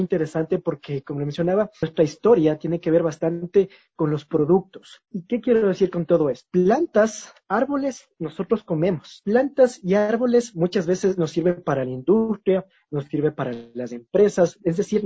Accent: Quito, Pichincha, Ecuador; lo que nosotros podemos incluso enorgullecernos, así como quiteños, como quiteñas.

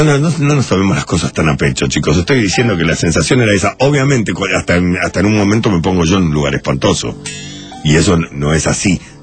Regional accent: Uruguay; now in Argentina; mucha gente me dice, sos uruguayo, ¿por qué no te volvés a tu país? No pienso volverme a mi país, y además, mi padre era argentino

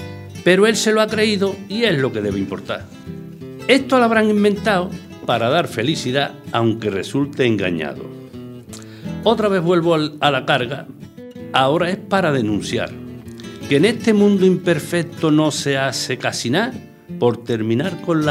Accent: Villanueva del Rey, Andalusia, Spain; also born or lived in Écija; Mi padre era agricultor... que yo me he criado en Villanueva de Rey. Me he criado, nací en Écija. Entonces, pues, éramos seis hermanos

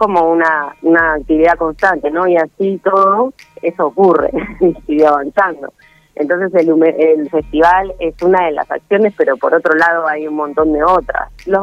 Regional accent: Arana, Buenos Aires, Argentina; yo soy de Arana

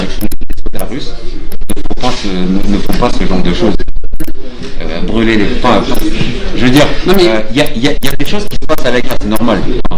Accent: Serbia; Il y en a beaucoup d'Européens. Oui. On est des Serbes.

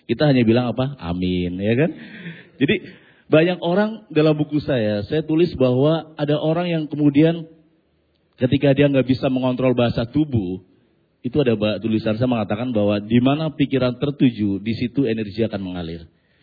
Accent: Losari, Central Java, Indonesia; kampung saya itu perbatasan Cirebon Brebes, jadi lebih ke Losari Brebes.

